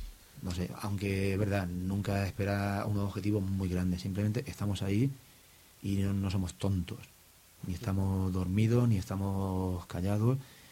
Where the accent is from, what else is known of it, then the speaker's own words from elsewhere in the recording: Yecla, Region of Murcia, Spain; Yo digo que yo soy de Yecla y ahí la industria que hay mayoritaria es la madera.